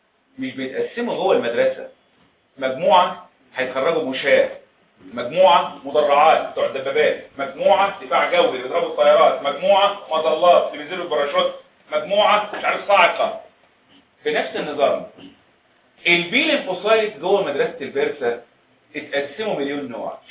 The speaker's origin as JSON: {"language": "Arabic", "country": "Egypt", "said": "المدارس العسكريه عندنا في مصر خرجت دفعات كتيره"}